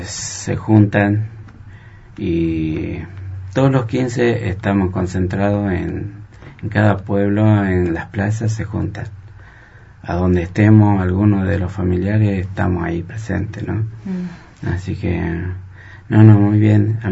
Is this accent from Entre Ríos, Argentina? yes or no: no; Jujuy, Argentina; now in Viedma, Argentina; me voy a ir a Jujuy, porque yo soy nativo de Jujuy.